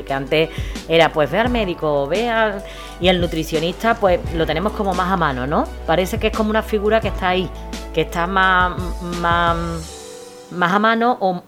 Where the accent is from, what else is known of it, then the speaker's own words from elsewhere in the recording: Gelves, Andalusia, Spain; yo soy muy de Gelbes, a mí me gusta publicitar y dar a gente, a las personas que le gustan invertir en nuestro pueblo